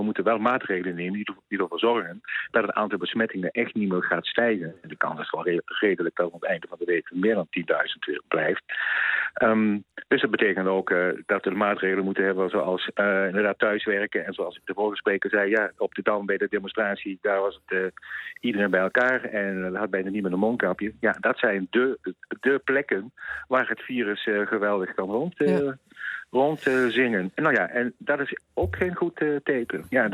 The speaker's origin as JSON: {"language": "Dutch", "town": "Kerkrade", "region": "Limburg", "country": "Netherlands", "said": "Ik kom zelf uit Kerkrade als woonclub, dus ik heb ook carnaval gevierd."}